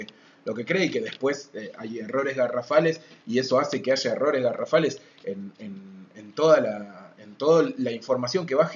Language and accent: Spanish; Ushuaia, Tierra del Fuego, Argentina; nosotros venimos de Ushuaia